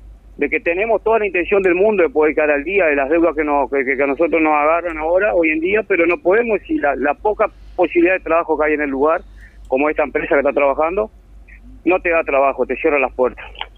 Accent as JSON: {"language": "Spanish", "country": "Uruguay", "said": "que somos uruguayos y que no escapamos a la realidad que acoge a todo el país"}